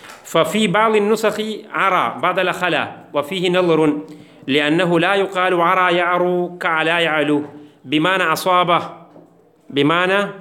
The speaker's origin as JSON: {"language": "Arabic", "country": "India", "second_language": "Arabic", "said": "هذا عادة الكفار عندنا في الهند"}